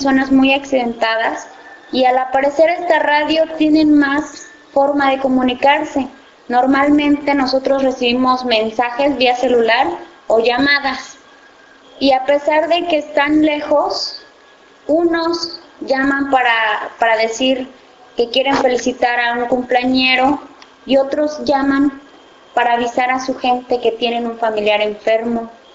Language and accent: Spanish; San Luis Acatlán, Guerrero, Mexico; soy de San Luis Acatlán, Guerrero, eso está en México, es parte del territorio comunitario